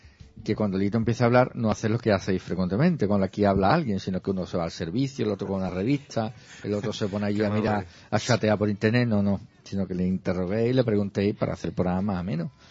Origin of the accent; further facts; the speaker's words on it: Jerez de la Frontera, Andalusia, Spain; Yo que soy de Jerez, que no soy de Siberia.